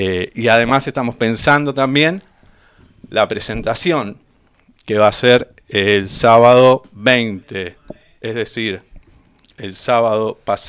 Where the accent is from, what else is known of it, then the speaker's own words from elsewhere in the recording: Benito Juárez, Buenos Aires Province, Argentina; moved away as an adult; now in La Plata, Argentina; yo no soy de La Plata, yo soy de Benito Juárez. Me vine en pendejo, como a los 18 años, yo ya estaba viniendo acá, viviendo acá.